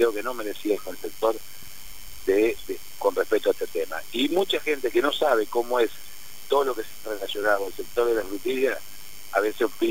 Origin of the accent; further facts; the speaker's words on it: Coronda, Santa Fe, Argentina; porque somos de Coronda, todos sabemos cómo, quién es uno y quién es otro